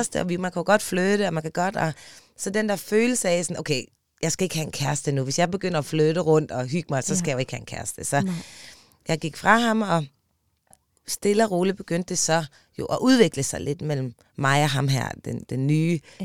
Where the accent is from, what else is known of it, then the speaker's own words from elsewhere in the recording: Aarhus, Central Denmark Region, Denmark; moved away as an adult; jeg er fra Aarhus. Og har ligesom haft hele mit ungdomsliv i Aarhus, og beslutter mig så for, som 20-årig, at jeg vil til København.